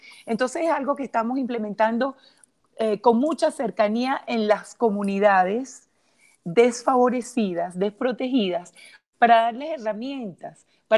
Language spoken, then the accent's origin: Spanish; Venezuela; si tuviéramos a mi país de origen, Venezuela